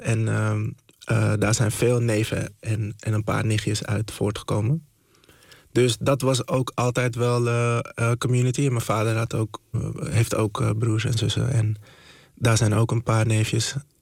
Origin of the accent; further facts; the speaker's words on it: Zaanstad, North Holland, Netherlands; En ja, dus ik ben wel echt opgegroeid in Zaanstad.